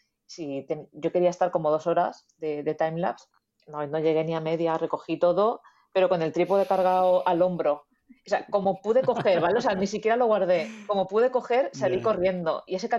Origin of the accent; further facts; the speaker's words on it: Venta del Moro, Valencian Community, Spain; Mi pueblo es Venta del Moro y está allí.